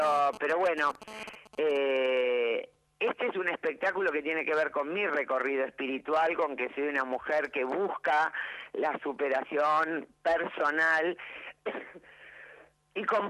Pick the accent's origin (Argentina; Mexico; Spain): Argentina; Buenos Aires; also born or lived in Vienna, Austria; Sé que caí a los 3 años cuando volví de Europa, nací en Viena, y el primer lugar que pisé fue el Teatro Maipo.